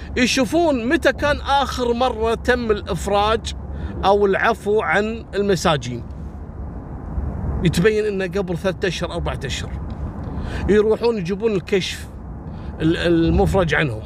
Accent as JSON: {"language": "Arabic", "country": "Kuwait", "said": "بعطيكم مثل بسيط عندنا في الكويت"}